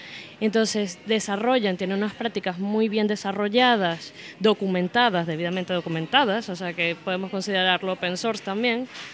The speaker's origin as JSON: {"language": "Spanish", "country": "Venezuela", "lives_now": "Spain", "said": "De Venezuela."}